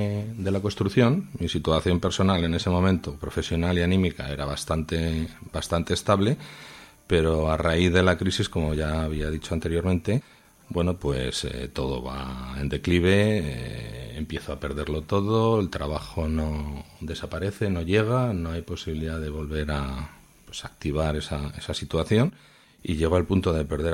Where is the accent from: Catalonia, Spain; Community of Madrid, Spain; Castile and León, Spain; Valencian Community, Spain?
Community of Madrid, Spain; Madrid; now in Zaragoza, Spain; No, soy de Madrid. Nací en Madrid, pues cuestiones del trabajo recalé en la ciudad.